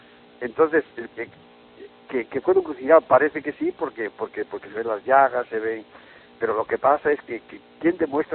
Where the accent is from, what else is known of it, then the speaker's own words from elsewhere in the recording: Galicia, Spain; de mi infancia en Galicia en los tiempos cuando estalló la guerra